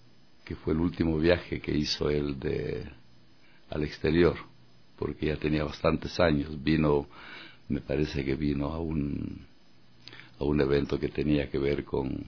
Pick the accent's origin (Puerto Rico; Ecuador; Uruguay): Ecuador; Cariamanga, Loja; born there; Yo nací en Cariamanga, pueblo perdido en las montañas del sur del Ecuador, sin luz eléctrica, sin agua potable, sin carreteras, solo caminos y senderos por donde sus habitantes transitaban a pie o a lomo de mula. Ahí nací el 5 de junio de 1942